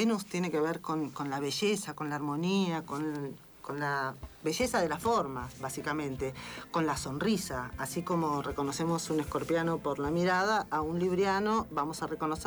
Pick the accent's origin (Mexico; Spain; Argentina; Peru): Argentina; Nosotros como argentinos tenemos ascendente en Libra